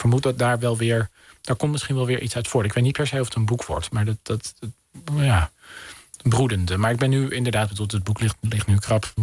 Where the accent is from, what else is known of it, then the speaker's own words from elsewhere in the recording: Den Helder, North Holland, Netherlands; Mijn moeder komt uit een gezin dat geëvacueerd werd uit Den Helder. Ergens anders dan in de wijk waar ik ben opgegroeid.